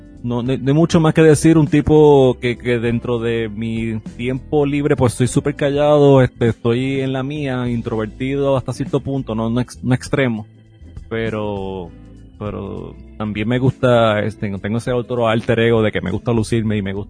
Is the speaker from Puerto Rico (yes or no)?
yes; Mayagüez, Puerto Rico; yo soy de Mayagüez, Puerto Rico. Hay que decirlo así. Puerto Rico, si ustedes quieren ser claro, ¿verdad? Pero de Mayagüez. Nací y me crié allá, y Mayagüez tiene un área bastante rural, y tiene una parte que es bastante rural, y tuve la dicha de criarme en esa área.